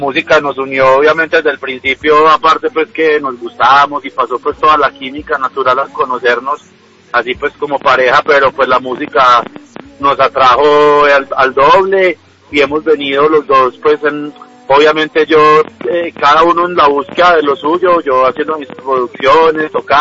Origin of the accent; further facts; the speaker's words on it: United States; yo nací en Estados Unidos y crecí allá cierta parte de mi vida